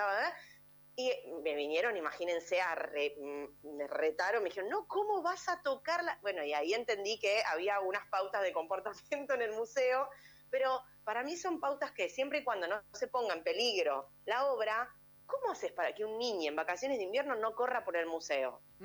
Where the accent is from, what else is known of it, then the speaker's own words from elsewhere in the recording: González Catán, Buenos Aires Province, Argentina; porque yo soy de González Catán, re lejos